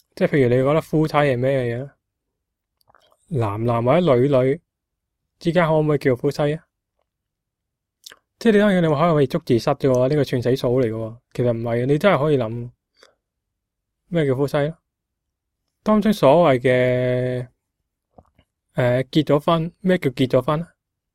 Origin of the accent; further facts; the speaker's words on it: Guangzhou, Guangdong, China; 我哋广州人，我哋广东人，我哋香港啦，讲广东话嘅话